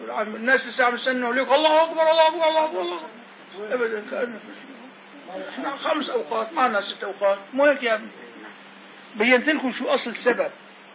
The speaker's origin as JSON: {"language": "Arabic", "country": "Syria", "said": "في هلا في جامع عندنا بسوريا بيسع الناس كلها"}